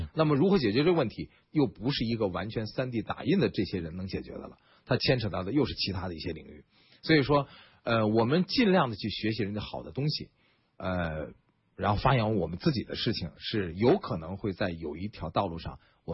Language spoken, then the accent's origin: Chinese; China; 但是中国人也有中国人的特点，他敢于打破你的这个条条框框，当然在不违反科学规律的情况下，那么我们中国人往往有的时候会出现异军突起。